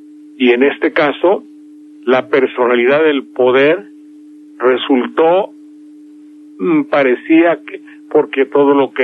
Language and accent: Spanish; Mexico; Somos muchos los mexicanos que hemos perdido la fe, primero en la política, luego en las reformas